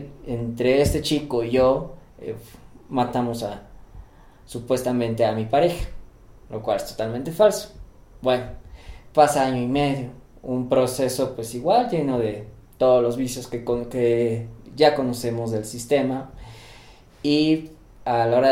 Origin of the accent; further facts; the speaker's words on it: Mexico City, Mexico; tengo 29 años, soy de la Ciudad de México.